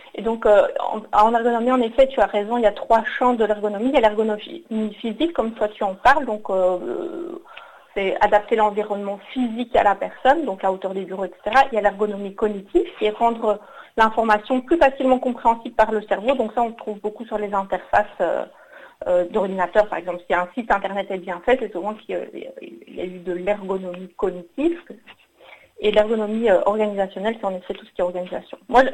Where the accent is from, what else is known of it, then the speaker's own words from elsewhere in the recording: Belgium; j'ai 35 ans et je suis originaire de Belgique.